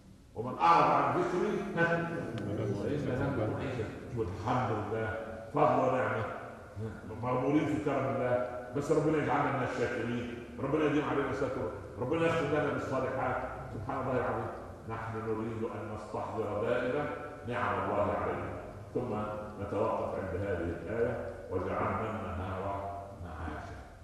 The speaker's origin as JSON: {"language": "Arabic", "region": "Upper Egypt", "country": "Egypt", "said": "عندنا في الصعيد"}